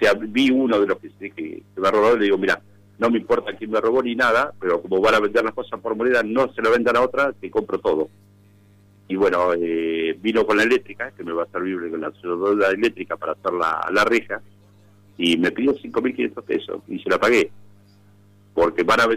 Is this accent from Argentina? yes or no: yes; Tandil, Buenos Aires Province, Argentina; yo soy de Tandil, defiendo Tandil a muerte